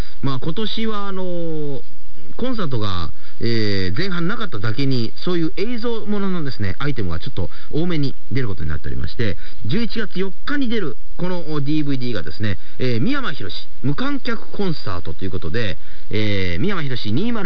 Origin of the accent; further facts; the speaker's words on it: Otoyo, Kochi, Japan; 地元高知県の大豊町に日本一の大杉というね、すごい大きな杉の木があるんですよ。